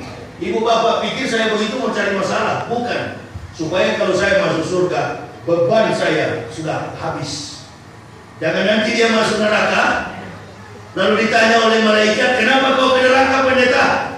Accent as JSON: {"language": "Indonesian", "region": "Jakarta", "country": "Indonesia", "said": "saya ini orang luar, orang dari jauh, dari Jakarta ke sini, suku saya Manado, ya. Saya masuk Islam bersama istri dan 3 orang anak."}